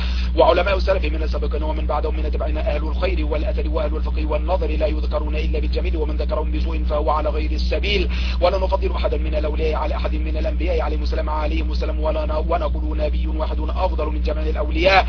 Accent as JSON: {"language": "Arabic", "country": "Egypt", "lives_now": "United States", "said": "أنا من مصر لكن أعيش في أمريكا، نعم من مصر وأعيش في أمريكا"}